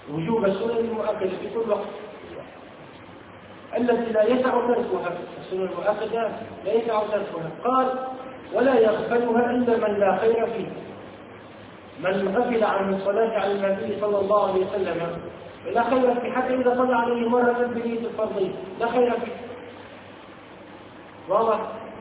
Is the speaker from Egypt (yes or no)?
no; Tunisia; يقول من عندنا في تونس